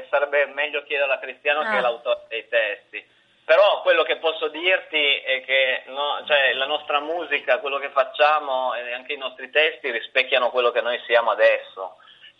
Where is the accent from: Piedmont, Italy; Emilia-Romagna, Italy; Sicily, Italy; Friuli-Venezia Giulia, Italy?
Piedmont, Italy; Cuneo; Io, Riccardo e Cristiano veniamo dalla provincia d'Italia, da una delle tante province d'Italia, da Cuneo, che è un paese a sud di Torino, vicino ai Monti, un luogo dove non ci sono molti stimoli culturali